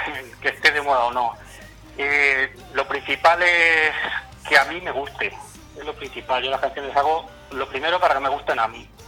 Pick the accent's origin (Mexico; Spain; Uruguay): Spain; Yo creo que las canciones en español, nosotros siendo españoles, es como mejor puedes expresar tus ideas, ¿no?